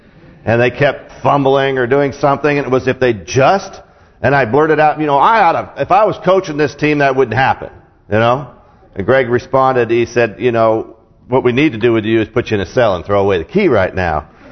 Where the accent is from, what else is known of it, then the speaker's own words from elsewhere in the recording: West Coast, United States; All right, I'm from the West Coast, so I guess that's what we're supposed to be.